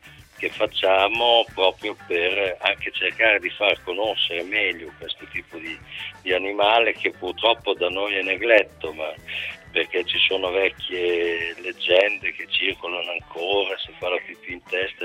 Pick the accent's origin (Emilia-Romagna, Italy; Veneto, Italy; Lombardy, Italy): Emilia-Romagna, Italy; Bologna; Sono di Bologna